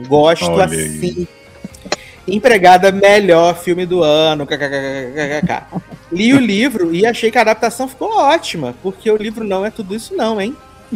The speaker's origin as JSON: {"language": "Portuguese", "country": "Brazil", "said": "Eu sou do Brasil."}